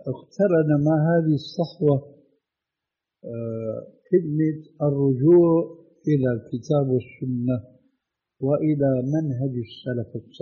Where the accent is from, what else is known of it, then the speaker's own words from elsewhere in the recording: Syria; لذلك العملية كما يقولوا عندنا في الشام بدها زكتار